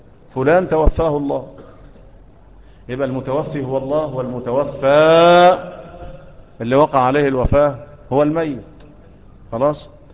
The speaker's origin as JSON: {"language": "Arabic", "country": "Egypt", "said": "ومنا احنا كمصريين ايه اللي بيعملوه ده؟"}